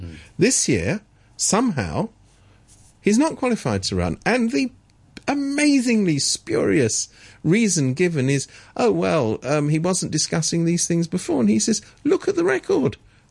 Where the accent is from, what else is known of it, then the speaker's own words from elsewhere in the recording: England, United Kingdom; I'm from England